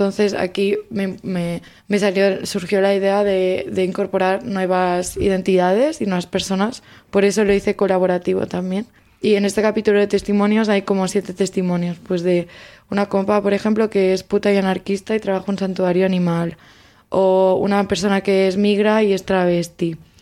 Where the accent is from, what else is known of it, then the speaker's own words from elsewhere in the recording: Spain; first language Catalan; Spanish is a second language; el catalán es mi primera lengua y también soy activista del catalán